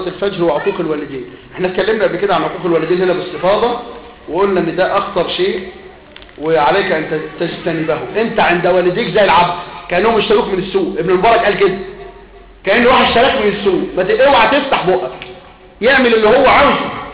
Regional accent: Upper Egypt, Egypt; أنا من الصعيد ولا توجد هناك قبور شرعية

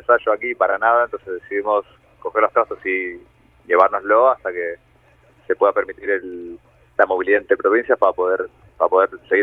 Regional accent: Argentina; moved away as an adult; now in Spain; Yo soy argentino.

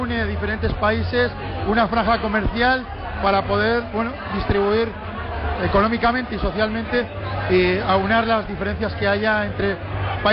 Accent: Navarre, Spain; que prevalezca el estatus de Navarra tal y como está, siendo navarros, siendo españoles y siendo europeos

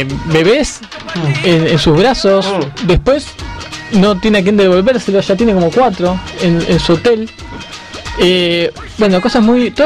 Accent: Argentina; Nos saludan cuando ven que somos de Argentina.

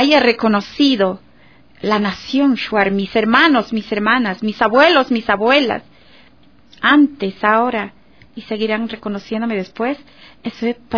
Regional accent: Macas, Morona Santiago, Ecuador; yo viví y crecí en Macas, en Sevilla, Don Bosco, no te permitían a ti como shuar

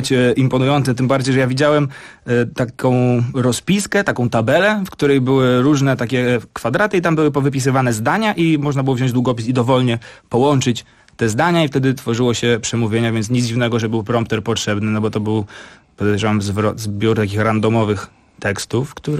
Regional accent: Grochów, Masovian Voivodeship, Poland; Jakby ja jestem z Grochowa. Ja wiem, że nie należy się wychylać. Jakby to tak samo pasuje do polityki, jak do mieszkania na blokowisku.

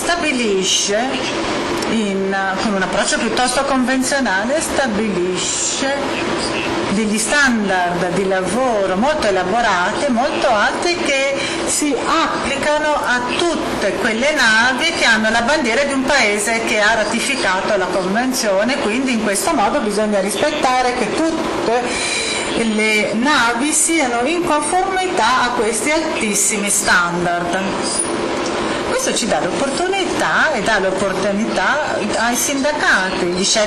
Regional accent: United States; io sono scettico in quanto statunitense

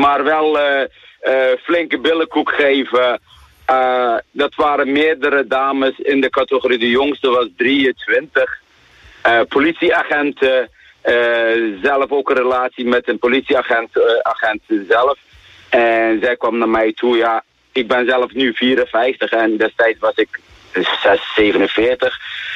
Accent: Turkey; Dutch is a second language; now in Netherlands; Ik zeg, ik ben een Turk en jouw man is Pools.

